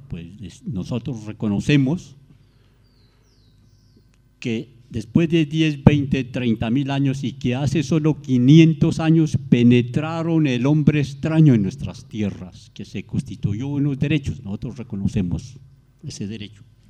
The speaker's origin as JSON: {"language": "Spanish", "country": "Colombia", "said": "Yo estoy diciendo a mi gobierno en mi país, las normas en mi país"}